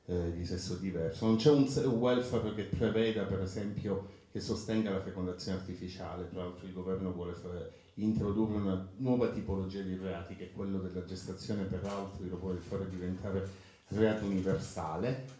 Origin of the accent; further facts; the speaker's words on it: Palermo, Sicily, Italy; Io, per dire, vengo da Palermo, non vado più nel centro storico